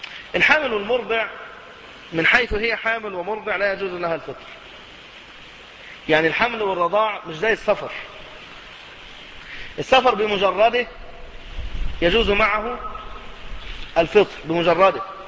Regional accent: Egypt; يعني أنا من أهل مصر

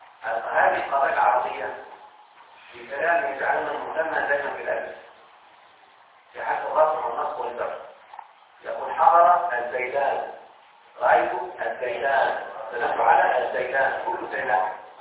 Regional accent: Egypt; احنا على فكرة كمصريين نتكلم بهذه اللهجة او اللغة

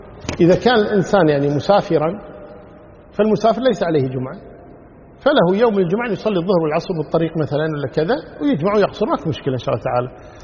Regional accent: Kuwait; صحيح بعض المساجد عندنا في الكويت هنا يخطبون قبل الزوال

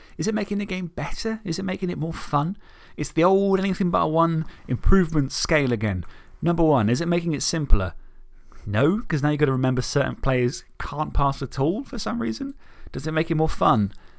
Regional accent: Isle of Wight, South East England, United Kingdom; because I'm from the Isle of Wight, Southampton and Portsmouth has merged into one because it was always the mainland.

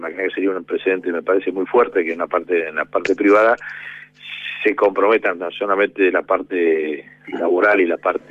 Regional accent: Argentina; con respecto a la cuarentena que hemos tenido como argentinos

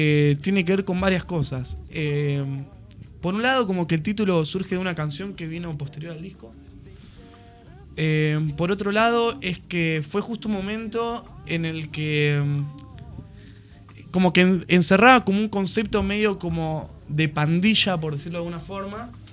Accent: Ramos Mejía, Buenos Aires Province, Argentina; Somos, sí, somos de Ramos Mejía y los alrededores de Aedo, oeste de la provincia de Buenos Aires.

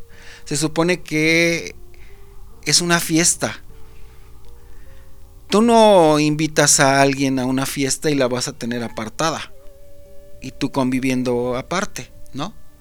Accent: Mexico; como mexicanos

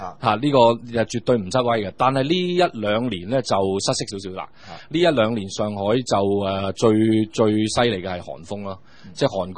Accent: Guangdong, China; 因為我哋深圳講，我哋廣東人所謂南蠻嘛

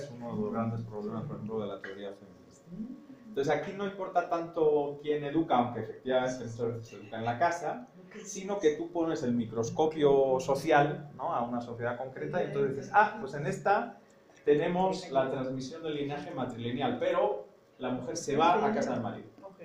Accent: Basque Country, Spain; el País Vasco español, porque somos parte del País Vasco.

